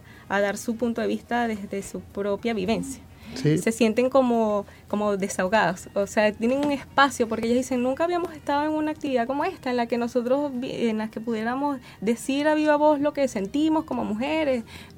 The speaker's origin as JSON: {"language": "Spanish", "country": "Venezuela", "said": "El acento me delata. Soy venezolana."}